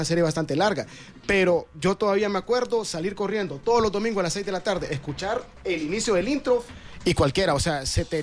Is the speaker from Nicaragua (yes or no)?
yes; Nicaragua; como yo crecí en Nicaragua, la daban los domingos